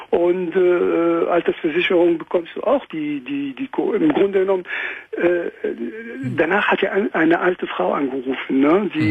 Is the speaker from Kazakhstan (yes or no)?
no; France; German is a second language; now in Germany; ich komme aus Frankreich, ne?